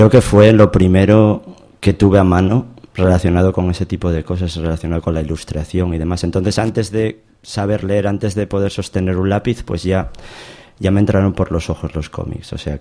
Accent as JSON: {"language": "Spanish", "town": "Oviedo", "region": "Asturias", "country": "Spain", "tie": "born or raised there", "said": "No, nací en Oviedo. Soy de Oviedo, sí."}